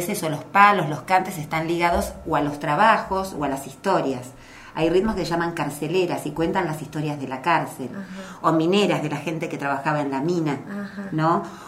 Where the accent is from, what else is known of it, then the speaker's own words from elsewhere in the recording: Patagonia, Argentina; born there; Yo soy argentina, nacida en la Patagonia.